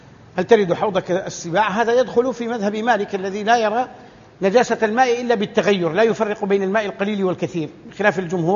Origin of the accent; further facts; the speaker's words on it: Saudi Arabia; عندنا في السعودية يأتون بالسمن الأصلي يطبخونه